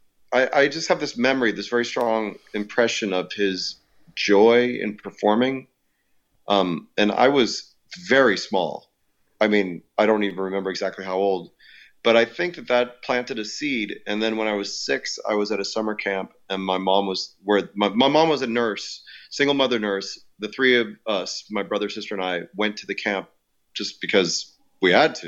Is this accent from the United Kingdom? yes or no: no; Illinois, United States; I grew up outside Chicago. I was born in Chicago.